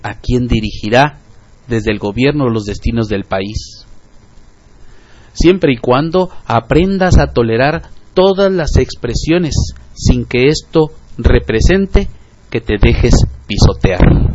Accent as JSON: {"language": "Spanish", "country": "Mexico", "said": "nos urge hacer como mexicanos."}